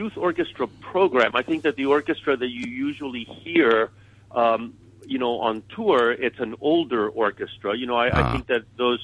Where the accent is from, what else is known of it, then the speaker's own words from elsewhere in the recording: Chile; when I was growing up in Chile, there was no such thing as a youth orchestra.